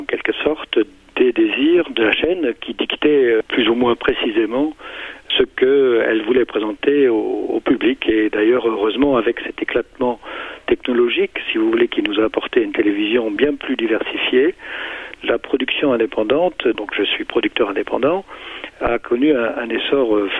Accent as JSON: {"language": "French", "town": "Cologne", "region": "North Rhine-Westphalia", "country": "Germany", "moved": "yes", "lives_now": "France", "said": "je suis français d'origine allemande de Cologne, plus précisément. Je vis maintenant en France depuis une trentaine d'années."}